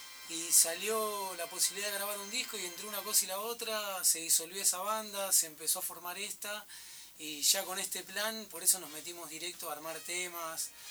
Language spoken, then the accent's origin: Spanish; Buenos Aires, Argentina; Fui en Villurquiza y en Caballito de rebote porque soy porque se mudaron mis padres ahí. Pero cero Palermo. Es decir, yo soy de Palermo de la época de los travestis en Charcas.